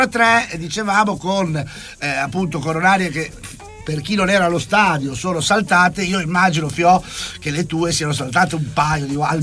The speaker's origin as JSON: {"language": "Italian", "town": "Chioggia", "region": "Veneto", "country": "Italy", "said": "che sono di Chioggia"}